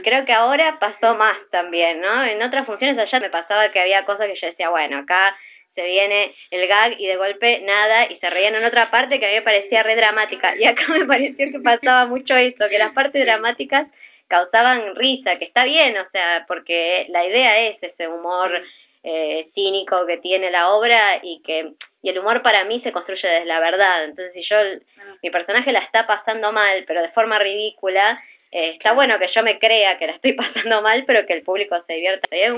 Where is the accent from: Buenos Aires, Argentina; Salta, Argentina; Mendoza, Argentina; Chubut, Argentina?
Buenos Aires, Argentina; also born or lived in Córdoba; Y hace poquito, unos meses, me volví para acá, para Buenos Aires, de donde soy.